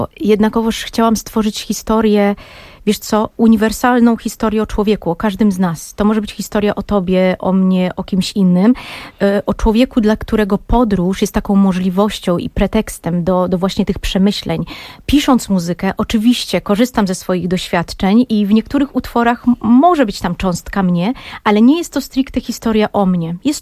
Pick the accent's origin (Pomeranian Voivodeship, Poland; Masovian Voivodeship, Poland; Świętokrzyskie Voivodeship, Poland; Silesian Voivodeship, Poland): Masovian Voivodeship, Poland; Warsaw; born there; also born or lived in Berlin; Tak, urodziłam się w Warszawie, ale nie wychowałam na Pradze.